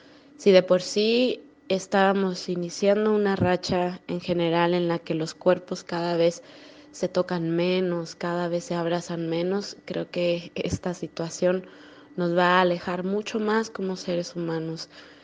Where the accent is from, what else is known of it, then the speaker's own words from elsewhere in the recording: Mexico; now in Querétaro, Mexico; Yo soy de México. Vivo en una ciudad muy pequeña, relativamente pequeña, llamada Querétaro, muy cerca de la Ciudad de México.